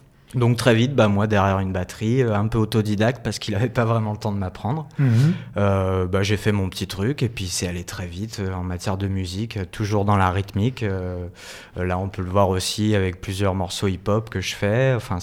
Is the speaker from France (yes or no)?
yes; L'Arbresle, Auvergne-Rhône-Alpes, France; born there; also born or lived in Poussan; Ouais, je suis né à l'Arbrel, en fait, dans le 69